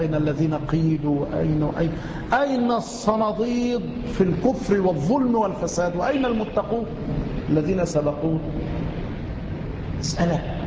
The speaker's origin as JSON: {"language": "Arabic", "country": "Egypt", "said": "أو عندنا في مصر، لماذا نذهب للبلاد الأخرى؟"}